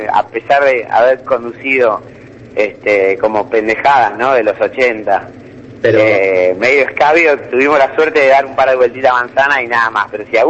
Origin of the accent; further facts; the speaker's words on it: Haedo, Buenos Aires Province, Argentina; Yo hasta los 18 viví en Aedo, mis hermanos, yo soy de Aedo.